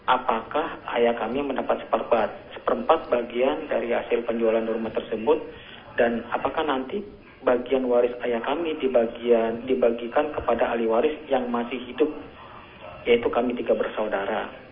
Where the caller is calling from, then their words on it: Depok, West Java, Indonesia; Dari Depok saya.